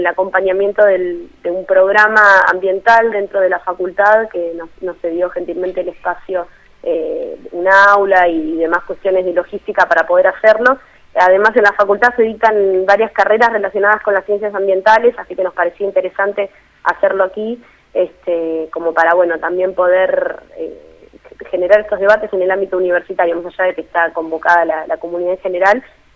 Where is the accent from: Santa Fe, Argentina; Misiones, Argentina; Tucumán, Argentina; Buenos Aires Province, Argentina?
Buenos Aires Province, Argentina; La Plata; que vamos a estar oficiando de anfitriones, somos de La Plata.